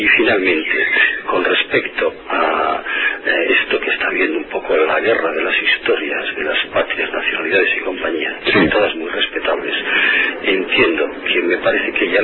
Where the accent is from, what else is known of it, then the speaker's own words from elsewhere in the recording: León, Castile and León, Spain; also born or lived in Catalonia; yo en tiempo de Franco soy Caturlandia de León, pero viví en Cataluña